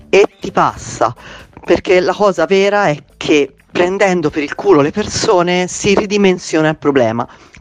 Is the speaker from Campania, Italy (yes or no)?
no; Florence, Tuscany, Italy; now in Milan, Italy; No, io sono fiorentina, i fiorentini sono simpatici, il resto della Toscana fa abbastanza schifo. In realtà sono più di 15 anni che io vivo a Milano